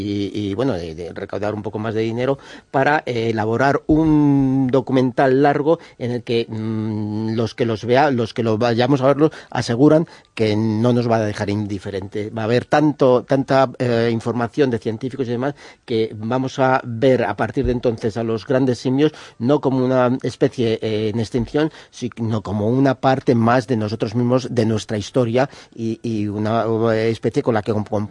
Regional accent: Spain; Somos así los españoles.

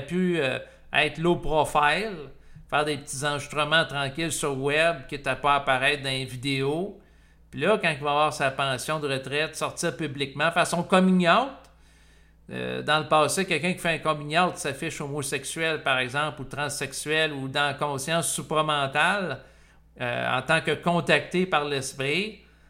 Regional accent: Canada; moi, en tant que Canadien

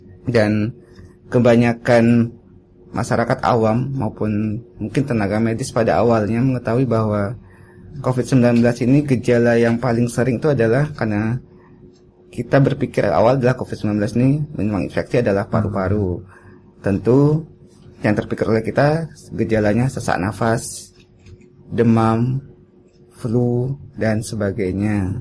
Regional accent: Padang, West Sumatra, Indonesia; also born or lived in Wonogiri; now in Yogyakarta, Indonesia; Saya sebenarnya dari Wonogiri, cuma saya sudah besar lama tuh di Sumatera Barat, di Padang.

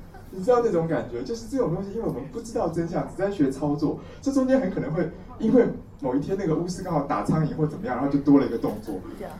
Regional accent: China; 我们中国人要揪肚脐，就不如揪四花了

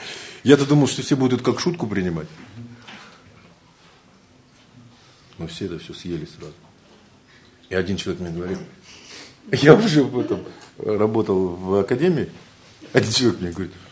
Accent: Ulan-Ude, Buryatia, Russia; по моей речи очень хорошо можно понять, что я из Улан-Удэ, из СССР, что я коренной житель Сибири.

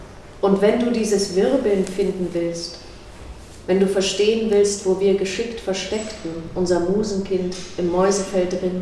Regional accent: East Berlin, Berlin, Germany; Ich bin also aus Ost-Berlin und bin auch mit Matryoshkas aufgewachsen.

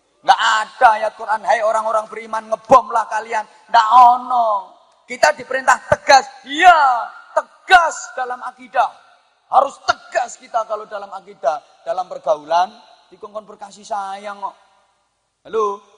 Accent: Indonesia; Aku cinta Indonesia karena aku lahir dan dibesarkan di Indonesia.

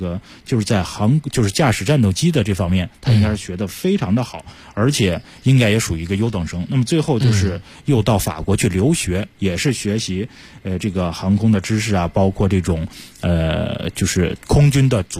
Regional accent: Jilin, China; 因为是我的老乡、

